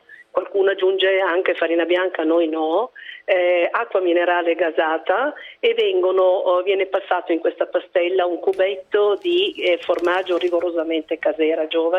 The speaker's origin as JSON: {"language": "Italian", "town": "Sondrio", "region": "Lombardy", "country": "Italy", "tie": "born or raised there", "lives_now": "Milan, Italy", "said": "Io sono valtellinese, sono nata a Sondrio e sono a Milano"}